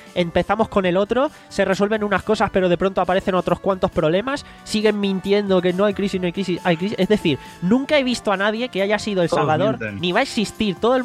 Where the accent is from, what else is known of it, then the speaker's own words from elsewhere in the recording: Jaén, Andalusia, Spain; Yo soy de Jaén, por eso no nos conocimos en persona antes.